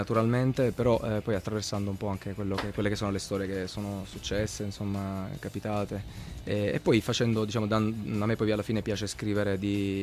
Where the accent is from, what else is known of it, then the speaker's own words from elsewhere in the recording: Manfredonia, Apulia, Italy; moved away; also born or lived in Bologna / Milan; Perché in questo viaggio che ho fatto nella mia terra nativa, che è la città di Manfredonia, in Puglia.